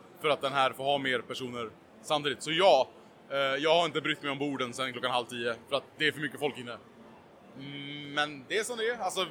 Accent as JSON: {"language": "Swedish", "country": "Sweden", "said": "jag är en svensk kille som sitter och spelar Gameboy på Twitch"}